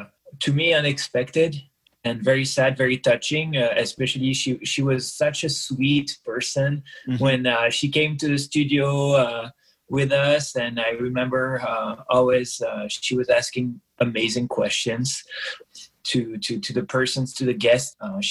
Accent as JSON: {"language": "English", "town": "Cannes", "region": "Provence-Alpes-Côte d'Azur", "country": "France", "tie": "born or raised there", "said": "in Cannes, so my hometown."}